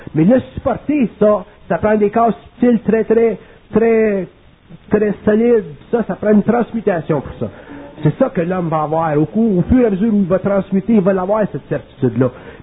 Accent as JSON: {"language": "French", "region": "Quebec", "country": "Canada", "said": "Puis on est des Québécois"}